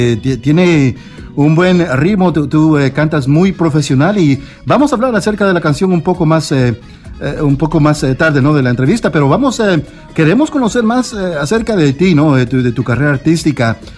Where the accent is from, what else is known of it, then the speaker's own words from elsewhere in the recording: El Salvador; Yo también soy de El Salvador